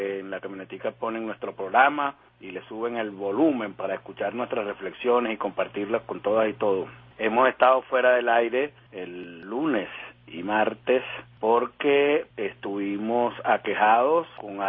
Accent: Venezuela; nos esperanzó mucho como venezolanos

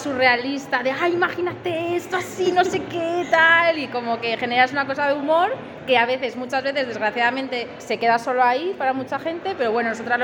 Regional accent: Madrid, Community of Madrid, Spain; Somos de Madrid, Madrid nosotras.

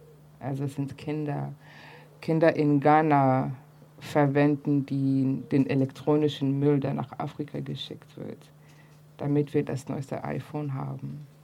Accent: East Germany, Germany; weil wir sind ja mit Antikapitalismus aufgewachsen hier in der DDR.

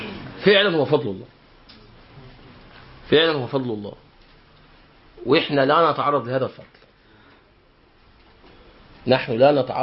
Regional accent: Egypt; ونحن كمصريين موالي لأهل اليمن.

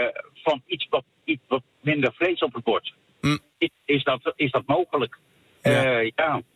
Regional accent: Bergen op Zoom, North Brabant, Netherlands; Bergen op Zoom.

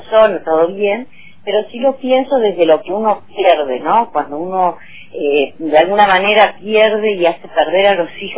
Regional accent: Mercedes, Argentina; si bien soy de Mercedes, no estoy en Capital

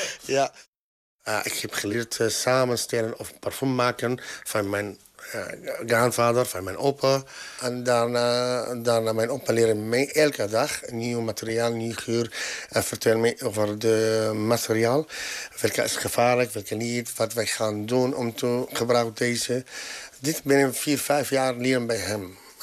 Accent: Latakia, Latakia Governorate, Syria; Dutch is a second language; now in Netherlands; Latakia is mijn stad in Syrië. Ik ben hier van 9 jaar geleden, origineel. Ik kom uit Syrië, daarom.

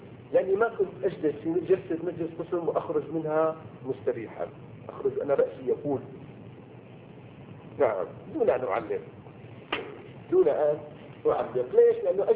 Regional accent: Syria; ما انا سوري ما لي علاقه

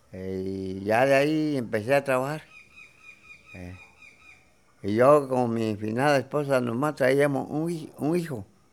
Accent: Loma de Cedro, Oaxaca, Mexico; Nací en Loma de Cedro, el 23 de abril de 1942. Estuve un tiempo allá con mi finado padre, ahí en mi tierra nativa.

